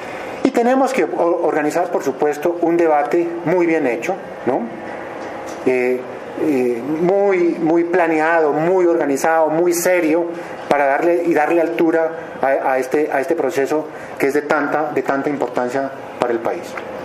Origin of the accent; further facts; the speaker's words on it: Pasto, Nariño, Colombia; yo no soy moderado ni soy francés, yo soy de Pasto, ¿no?